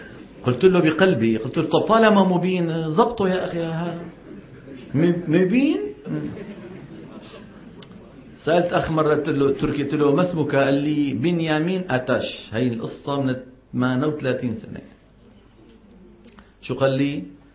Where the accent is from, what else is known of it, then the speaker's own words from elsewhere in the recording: Saudi Arabia; هذه مصيبة كمان ما انتشرها، هي عندنا بالسعودية مليانة